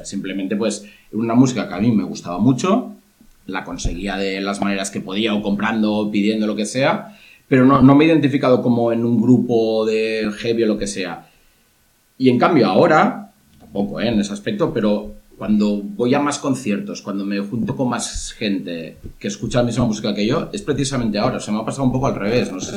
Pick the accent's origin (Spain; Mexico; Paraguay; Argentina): Spain; Barcelona, Catalonia; yo en Barcelona, o sea, yo soy de Barcelona